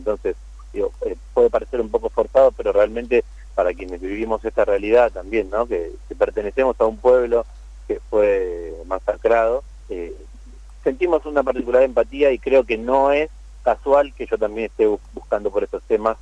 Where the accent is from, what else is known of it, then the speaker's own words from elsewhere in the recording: Buenos Aires, Argentina; primero como porteño que soy y que vivo en esta ciudad de Buenos Aires